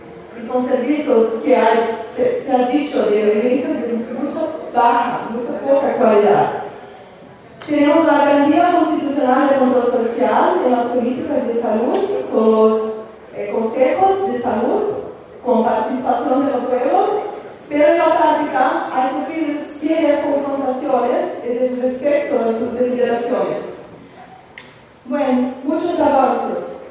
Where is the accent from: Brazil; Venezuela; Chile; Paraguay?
Brazil; Spanish is a second language; Yo vengo de Brasil con mis compañeros y compañeras